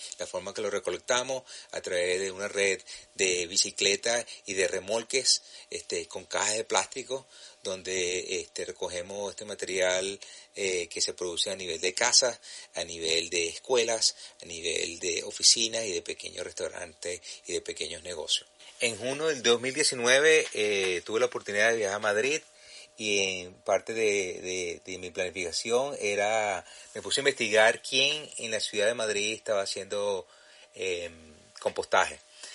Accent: Venezuela; now in New Haven, United States; soy venezolano radicado en la ciudad de New Haven, en el estado de Connecticut, en los Estados Unidos.

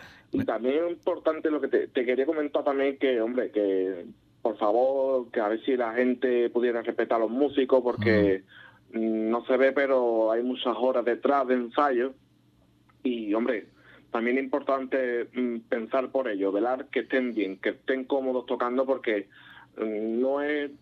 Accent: Ubrique, Andalusia, Spain; más que nada llevas al pueblo de Ubrique.

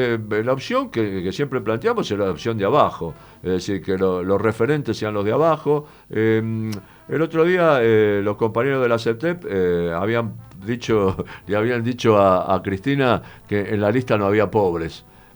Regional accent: Buenos Aires, Argentina; Me satisface muchísimo como porteño, yo soy porteño

